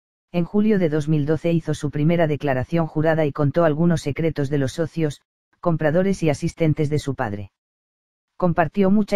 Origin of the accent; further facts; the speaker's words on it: Mexico; Como periodista, como mexicana, me hubiera gustado ver el juicio